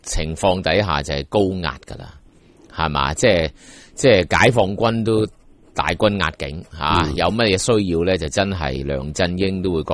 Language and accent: Cantonese; Hong Kong; 而我哋香港人咧，都做唔醒觉嘅话咧，咁到真系吓、啊，即系镇压嘅时候，可能已经太迟噶咯